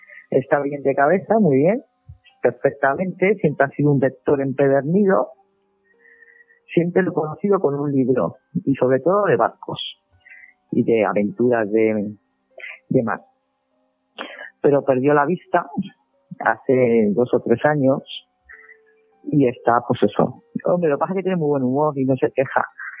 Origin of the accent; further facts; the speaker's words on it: Almansa, Castilla-La Mancha, Spain; Yo soy de Almansa. Y la guerra de sucesión pues pasó a las tierras que es de mi familia.